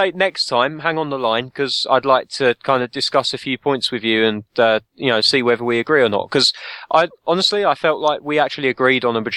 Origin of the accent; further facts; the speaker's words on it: United Kingdom; Apparently not. I am British after all.